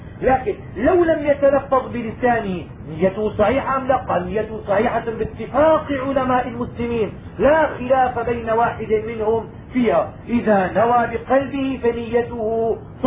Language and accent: Arabic; Damascus, Damascus Governorate, Syria; عندنا في دمشق الناس في شهر رمضان زمان لما كنا صغار